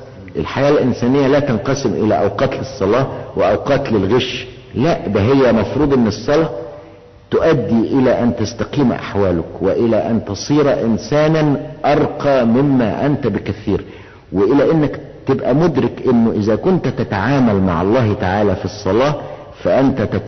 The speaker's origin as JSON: {"language": "Arabic", "country": "Egypt", "said": "احنا عندنا في مصر تعبير شعبي بيقول ايه؟"}